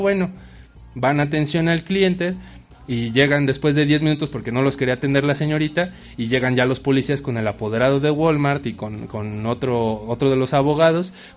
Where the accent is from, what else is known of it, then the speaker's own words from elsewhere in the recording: Mexico; Porque no nada más nosotros como mexicanos creemos que esto está creciendo, ¿no?